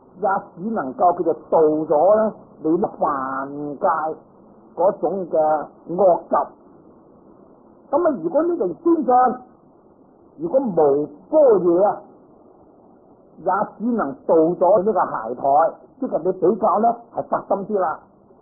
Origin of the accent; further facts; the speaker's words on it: Guangdong, China; 佢唔係同我哋廣東人咁啦